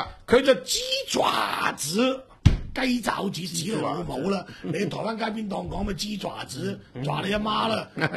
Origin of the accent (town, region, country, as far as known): Hong Kong